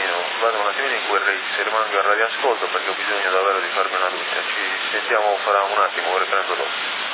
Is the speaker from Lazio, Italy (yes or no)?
no; Sardinia, Italy; È il classico ragionamento da sardi.